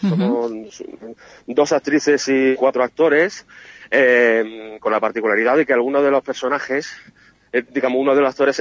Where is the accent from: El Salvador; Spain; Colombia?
Spain; Lucena, Andalusia; yo soy de Lucena